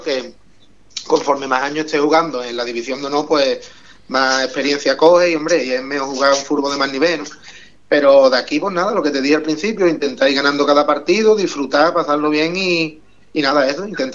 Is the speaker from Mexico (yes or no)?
no; El Bosque, Andalusia, Spain; venimos todos desde el Bosque, quitando tres que hay de Ubrique, venimos todos desde el Bosque y desde Villamartín.